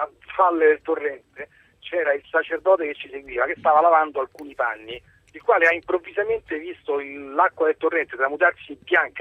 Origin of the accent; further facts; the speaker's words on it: Rome, Lazio, Italy; Italia, io sono di Roma.